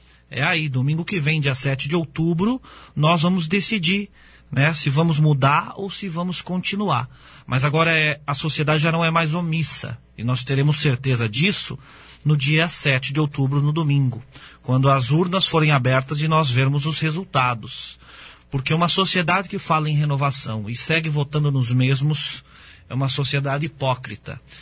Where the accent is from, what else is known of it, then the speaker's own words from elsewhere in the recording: Foz do Iguaçu, Paraná, Brazil; por Foz do Iguaçu, né? Pela terra onde eu nasci, fui criado e vivo até hoje e pretendo continuar